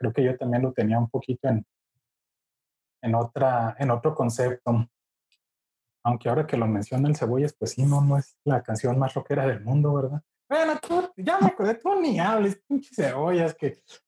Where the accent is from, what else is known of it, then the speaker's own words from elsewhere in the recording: Mexico; Para los que crecimos aquí en México.